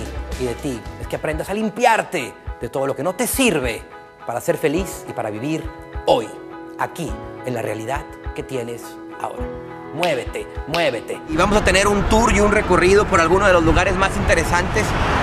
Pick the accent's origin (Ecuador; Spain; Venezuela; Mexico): Mexico; soy mexicano y mi país está en mi sangre.